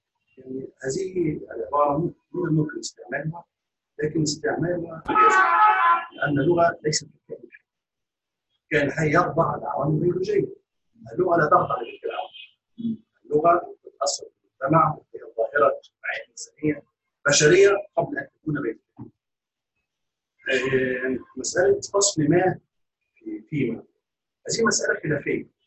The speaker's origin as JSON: {"language": "Arabic", "country": "Libya", "said": "أنا من ليبيا."}